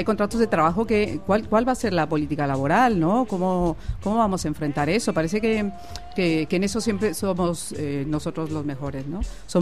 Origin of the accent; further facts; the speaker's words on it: Mexico; now in Spain; Yo soy mexicana, llevo 13 años también viviendo en España.